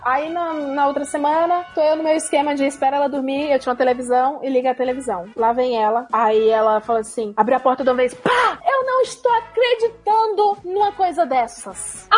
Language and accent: Portuguese; Ceará, Brazil; Aí, começava a associar com o Nordeste, porque eu sou do Ceará.